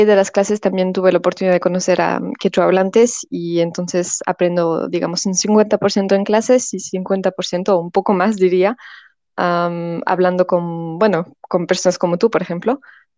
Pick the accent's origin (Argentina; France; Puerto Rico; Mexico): France; yo soy francesa de padre peruano. Crecí en Francia y bueno, aprendí el español y el francés en casa, pero nada de quechua. Y luego ya cuando empecé los estudios, tuve la oportunidad de empezar a aprender el quechua en Estados Unidos.